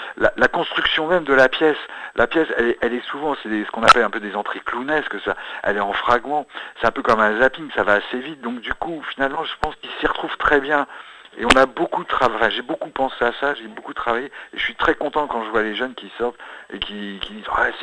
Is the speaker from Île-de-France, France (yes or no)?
no; Grand Est, France; Moi, je viens de Lorraine, alors là-bas, on est servi, on en a quelques-unes.